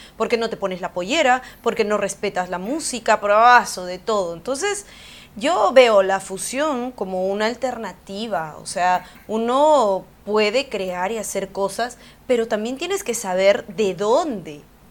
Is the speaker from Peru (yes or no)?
yes; Huancayo, Junín, Peru; also born or lived in Callao; que yo he nacido en el Callao, pero me he criado desde mi primer año en Huancayo. Yo he adoptado toda su cultura, me siento orgullosa, donde voy siempre digo que soy de Huancayo.